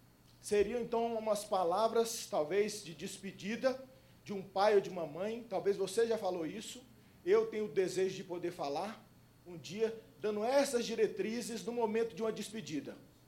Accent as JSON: {"language": "Portuguese", "town": "Brasília", "region": "Federal District", "country": "Brazil", "tie": "born or raised there", "also_born_or_lived": "Goiânia", "said": "Eu sou nascido em Goiânia e criado em Brasília."}